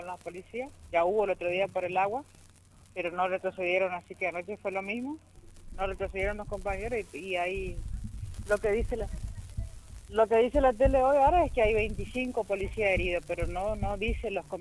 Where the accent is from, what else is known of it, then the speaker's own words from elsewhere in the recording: Fontana, Chaco, Argentina; soy de Fontana